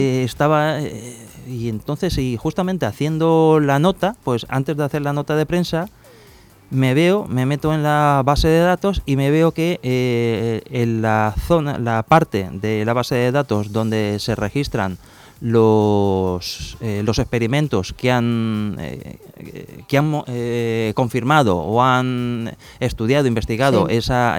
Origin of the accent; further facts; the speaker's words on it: Spain; soy el único español que ha podido detectar este planeta